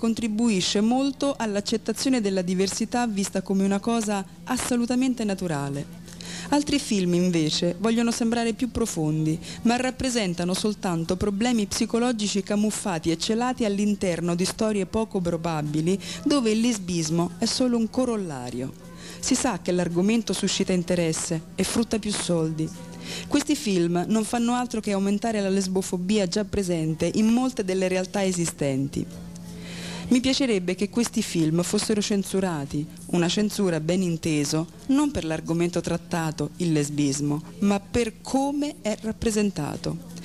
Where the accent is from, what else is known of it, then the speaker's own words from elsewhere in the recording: Naples, Campania, Italy; Sono pure di Napoli e tanto tempo fa ho già dovuto combattere contro il pregiudizio.